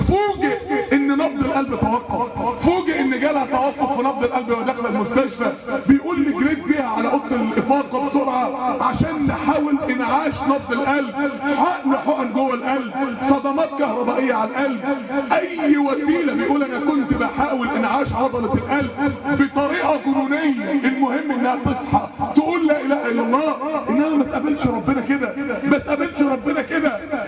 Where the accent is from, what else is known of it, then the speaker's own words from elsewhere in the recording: Mansoura, Dakahlia, Egypt; وهي بتموت ودوها مستشفى الطوارئ عندنا في المنصورة